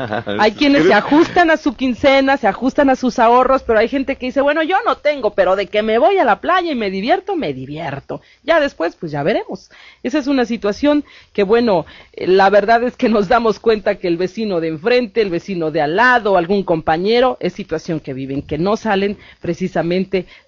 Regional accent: Mexico; Como buenos mexicanos, a veces gastamos lo que no tenemos.

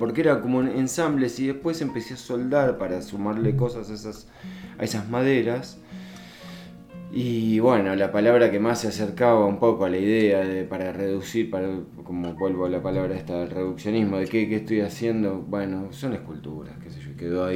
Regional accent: Buenos Aires, Argentina; moved away; No, soy porteño. Pero hace 32 años que vivo acá.

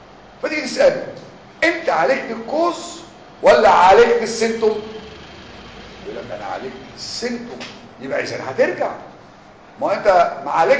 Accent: Egypt; احنا مصريين على فكره كل حاجه بينا اسمها كيس دول

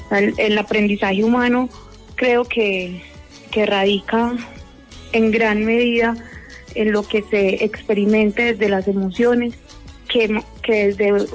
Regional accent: Armenia, Quindío, Colombia; yo soy de acá de Armenia, Quindío, soy licenciada en Biología y Educación Ambiental de la Universidad del Quindío. Luego me fui a Medellín, a la Universidad Nacional, a hacer una maestría en Bosques y Conservación Ambiental

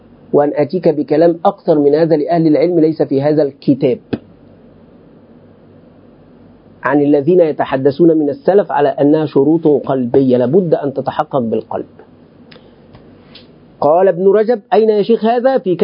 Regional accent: Egypt; عندنا في مصر

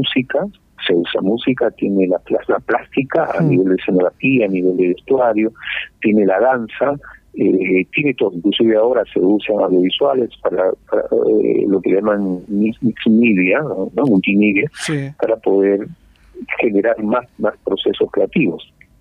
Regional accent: Lima, Peru; born there; mis padres que son andinos, aunque yo nací en Lima, mi madre es quechua hablante, en la cultura del sur del Perú, el Cusco, el quechua, habla el quechua del sur, mi padre fue quechua hablante del centro

